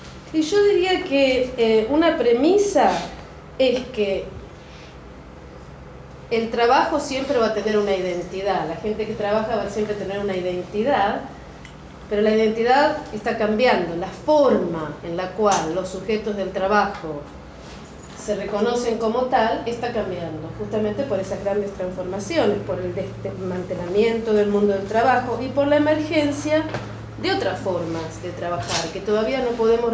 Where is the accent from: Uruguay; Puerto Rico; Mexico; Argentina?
Argentina; Buenos Aires; now in England, United Kingdom; Como podrán escuchar, yo soy de Buenos Aires, así que para mí es un placer estar acá. Vivo en Inglaterra.